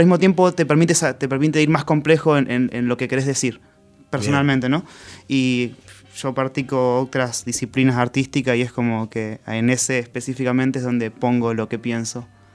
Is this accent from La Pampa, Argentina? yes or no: yes; Santa Rosa, La Pampa, Argentina; yo soy de La Pampa, soy de Santa Rosa, y viví ahí